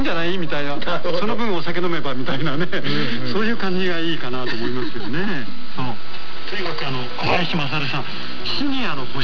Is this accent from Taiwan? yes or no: no; Sakhalin Oblast, Russia; あの料理の原点は生まれ育った樺太で覚えた料理が多いんですよね。